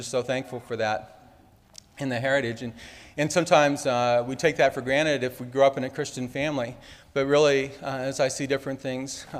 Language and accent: English; Iowa, United States; also born or lived in Missouri; now in Arkansas, United States; And I grew up in Iowa. So I was kind of joking with somebody the other day. I started off in Iowa, and then I was in the military for a while, so I was all over the place. And then spent quite a while in Missouri. And here I am in Arkansas.